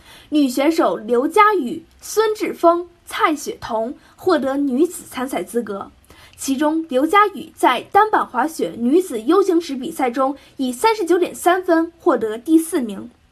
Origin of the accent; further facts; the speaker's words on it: Beijing, China; 我是来自北京的小记者。